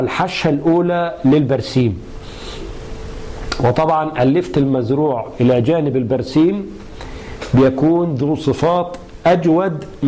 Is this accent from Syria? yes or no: no; Egypt; والمشهور عندنا في مصر أنه يؤكل مملحا مخللا